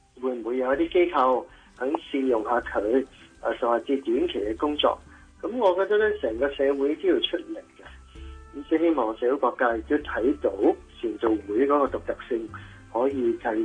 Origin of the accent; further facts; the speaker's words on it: Hong Kong; 我哋都喺香港土生土长